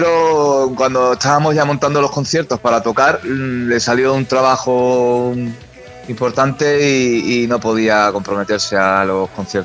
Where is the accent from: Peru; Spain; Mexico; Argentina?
Spain; Huelva, Andalusia; now in Burgos, Spain; Sí, yo soy de Huelva, pero la banda está afincada en Burgos. Y yo llevo aquí ya varios años viviendo en Burgos